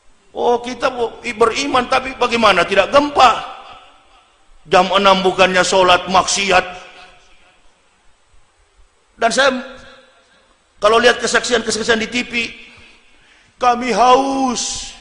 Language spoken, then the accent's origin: Indonesian; Sulawesi, Indonesia; saya orang Sulawesi, begitu datang jadi saya tahu